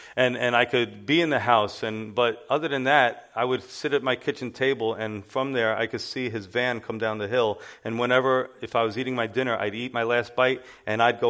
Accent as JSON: {"language": "English", "town": "Yonkers", "region": "New York", "country": "United States", "tie": "born there", "said": "And so I was born right here in Yonkers, New York, on October 13th, 1975."}